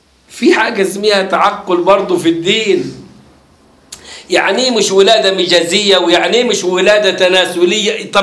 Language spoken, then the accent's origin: Arabic; Egypt; لما يجي عندنا في مصر